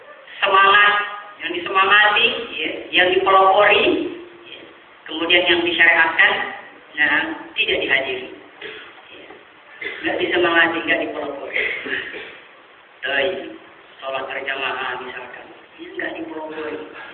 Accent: Sulawesi, Indonesia; Daerah Sulawesi sana, daerah saya

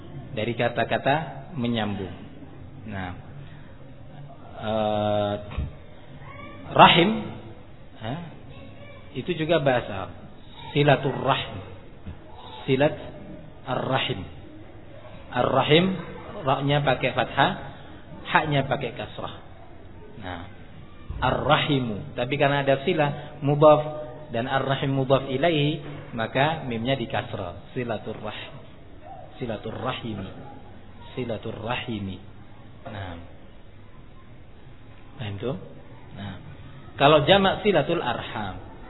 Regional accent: East Java, Indonesia; Bukan saya membela Madura karena saya orang Madura, bukan tuh.

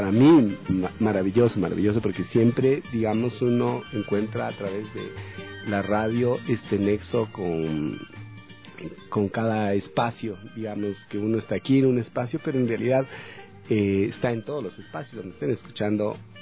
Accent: El Chota, Imbabura, Ecuador; born there; now in Ibarra, Ecuador; Yo nací en el Chota, así es que, y viví en Ibarra, ya vivo en Ibarra tanto tiempo, así es que puedo decir que soy ibarreña.

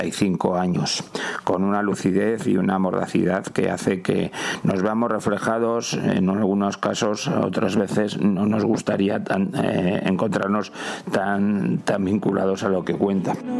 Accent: Basque Country, Spain; y yo soy de Euskadi

